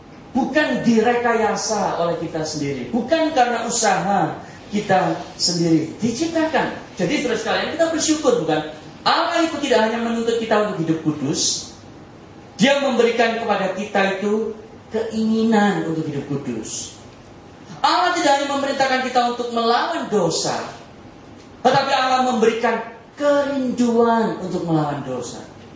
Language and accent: Indonesian; Surabaya, East Java, Indonesia; saya dari Surabaya suka makan rawon, saudara.